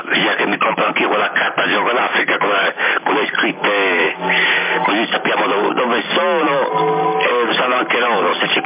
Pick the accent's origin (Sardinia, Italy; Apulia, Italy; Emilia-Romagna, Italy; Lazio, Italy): Sardinia, Italy; Hola, ascoltate, sono di Sardegna Italia.